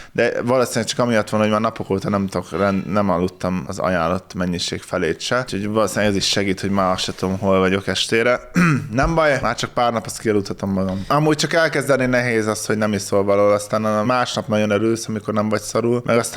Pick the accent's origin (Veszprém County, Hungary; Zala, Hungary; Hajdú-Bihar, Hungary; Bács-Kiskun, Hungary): Veszprém County, Hungary; Tapolca; ilyen kicsit ilyen kézműves, ami tapolcai volt, szülőhazámé.